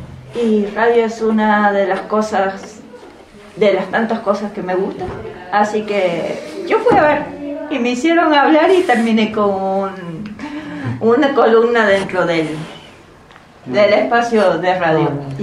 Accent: Córdoba, Argentina; now in Bariloche, Argentina; yo no soy de acá de Bariloche, sino que vengo del norte de la provincia de Córdoba. Sí. Y estoy, hasta hoy estoy en un albergue de acá de Bariloche

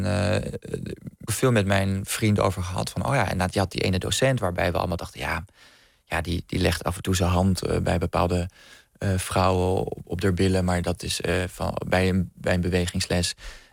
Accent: Amsterdam, North Holland, Netherlands; ik kom uit Amsterdam

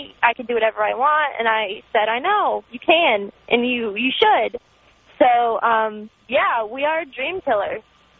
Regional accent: Florida, United States; I'm from Florida, and I'm not a big, you know, northern state, the climate up there.

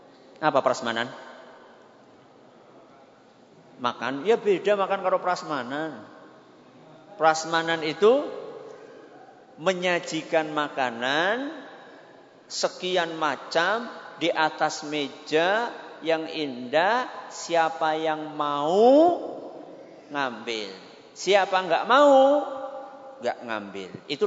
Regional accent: Central Java, Indonesia; accent: Ngapak; Kita kan satu suku kan ya? Kalau saya pakai bahasa ngapak

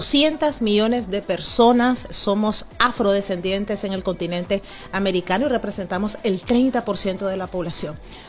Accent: Nicaragua; born there; Cuando yo inicié en el mundo del periodismo, en el mundo de la televisión, en mi país natal, Nicaragua

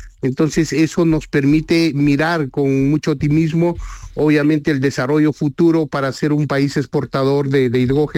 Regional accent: Peru; Y nosotros como peruanos, sin duda, tenemos mucho que aprender de esta experiencia.

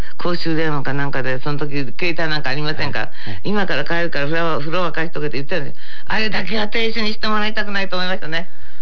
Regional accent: Kansai, Japan; 私関西ですから。

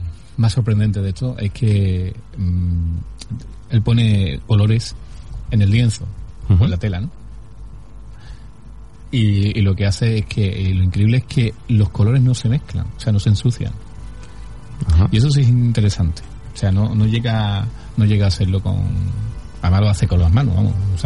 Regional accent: Andalusia, Spain; yo como soy andaluz

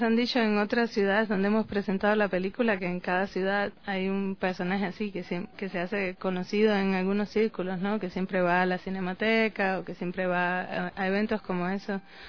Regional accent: Cuba; yo soy cubana, estudié en Cuba la licenciatura y también estudié en la Escuela de San Antonio de los Baños

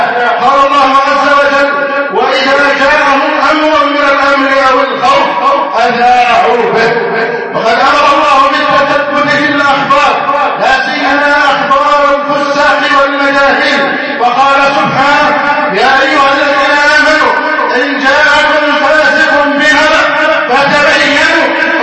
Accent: Egypt; اللهم احفظ بلدنا مصر أمنا أمانا

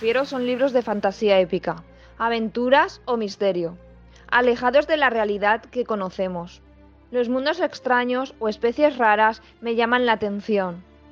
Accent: Valencia, Valencian Community, Spain; born there; now in Benaguasil, Spain; nací en Valencia en el año 1979. Estudié en Manises y acabé la EGB en el año 1994. Más tarde me saqué el título de auxiliar de infantil y resido en Benaguacil.

